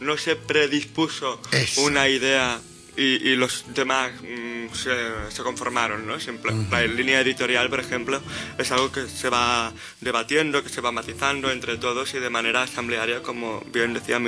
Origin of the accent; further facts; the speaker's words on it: Catalonia, Spain; Y dicho, perdona, que soy catalán.